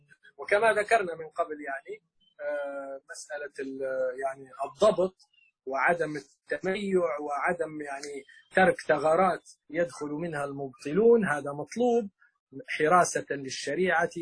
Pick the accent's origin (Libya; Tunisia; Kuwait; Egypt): Libya; احنا عندنا في ليبيا مثلا الدار تطلق على الغرفة والبيت يطلق على المنزل، فالدار عندنا جزء من البيت